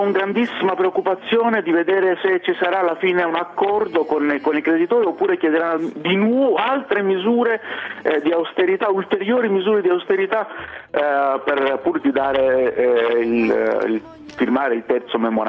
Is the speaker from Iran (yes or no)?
no; Greece; I cittadini, quando sanno, vengono a sapere che sono greco perché per il mio nome o per altri motivi